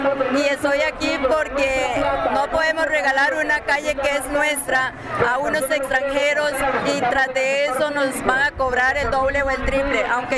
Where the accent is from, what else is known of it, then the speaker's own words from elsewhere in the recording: Ipís, San José, Costa Rica; Vengo de Ipisgo, Goyochea, San José. Me considero mujer de las calles.